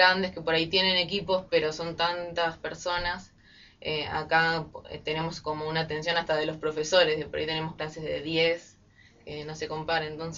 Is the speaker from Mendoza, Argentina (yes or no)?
no; Buenos Aires, Argentina; now in El Bolsón, Argentina; Yo soy de Buenos Aires. Llegué al Bolsón y me encontré la carrera. Y me quedé.